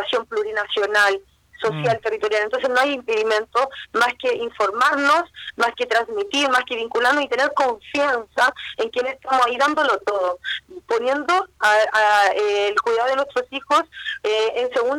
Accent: Viña del Mar, Valparaíso, Chile; born there; now in Petorca, Chile; Yo hoy día estoy en Petorca, nací en Viña

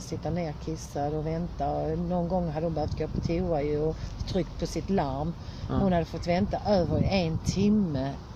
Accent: Sweden; Skulle jag åka på semester idag skulle jag inte säga att jag var från Sverige.

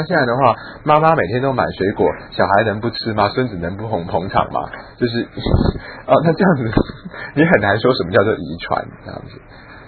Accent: China; 可是我觉得我们中国人的那个本草啊，真的是可以滥用误用

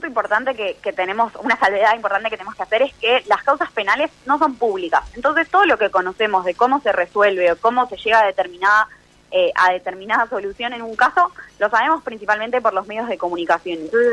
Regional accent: Argentina; nosotros como sociedad argentina necesitamos una Corte Suprema confiable

